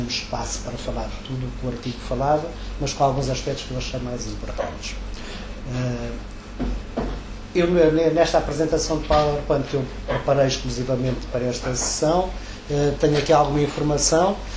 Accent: Angola; eu sou angolano, faço investigação sobre a realidade social angolana

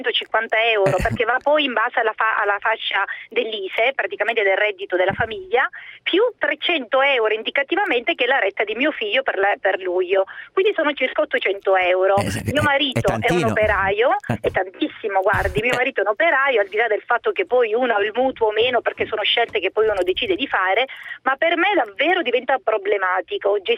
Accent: Sicily, Italy; now in Legnano, Italy; io sono siciliana e vivo a Legnano da anni

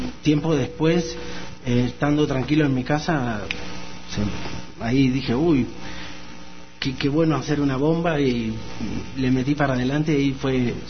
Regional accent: Argentina; also born or lived in Ecuador; soy argentino, además soy ecuatoriano

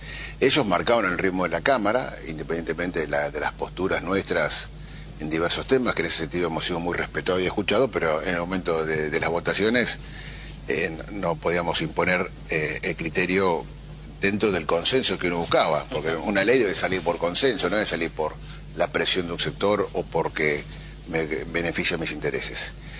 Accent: Moreno, Buenos Aires Province, Argentina; born there; Yo vivo y nací y vivo en Moreno, doy clases en Moreno, hago deporte en Moreno

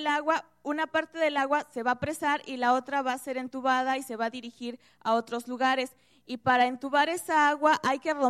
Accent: Veracruz, Mexico; Nosotros venimos de un municipio de aquí cerquita, colindamos, de hecho, parte del municipio con Jalcomulco

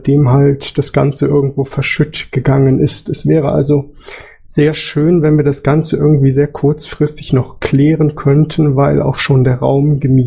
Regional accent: Düren, North Rhine-Westphalia, Germany; Ich bin aus Düren.

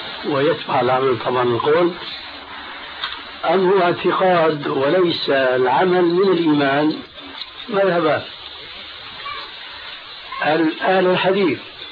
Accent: Syria; كما يقولون عندنا في سوريا هات إيدك وامشي

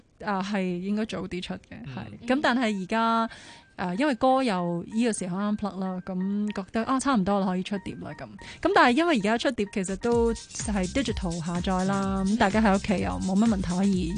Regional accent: Hong Kong; 不过我们香港人 有经验、就是、比较容易接受

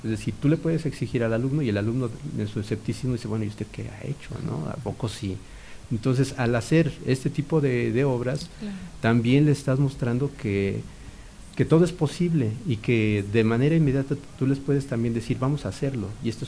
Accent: Mexico City, Mexico; moved away as an adult; yo nací y crecí en el DF, ¿no? Ahí estudié y ahí viví hasta los 30 y tantos años, y tengo cerca de 20 y tantos años viviendo acá.

